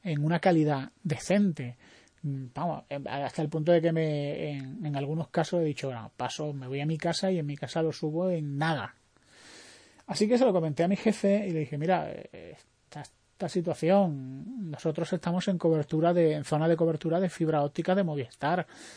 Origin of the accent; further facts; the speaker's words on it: Spain; no solo somos los españoles los únicos que abusamos